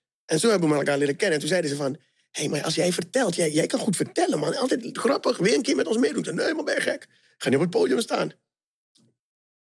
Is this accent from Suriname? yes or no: yes; Suriname; Want ik kom natuurlijk uit Suriname.